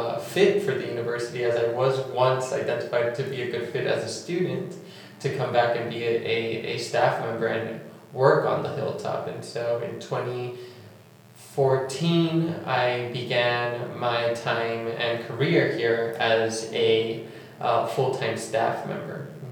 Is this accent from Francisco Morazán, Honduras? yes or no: yes; Tegucigalpa, Francisco Morazán, Honduras; also born or lived in Nicaragua; I'm originally from Nicaragua and Honduras. My parents are from Nicaragua. My father lives in Honduras, and I graduated high school in Tegucigalpa.